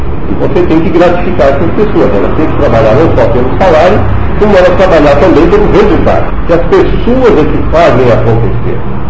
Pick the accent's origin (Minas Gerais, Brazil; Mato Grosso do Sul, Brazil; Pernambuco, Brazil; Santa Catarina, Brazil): Santa Catarina, Brazil; Pouso Alto; born there; Eu nasci ali em Pouso Alto, entre Gravatá e Tubarão. Na época era município de Tubarão.